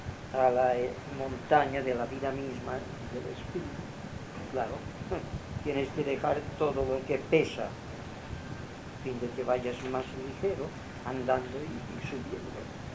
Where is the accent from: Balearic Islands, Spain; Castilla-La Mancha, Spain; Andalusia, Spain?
Balearic Islands, Spain; Inca; les dije que yo soy de Inca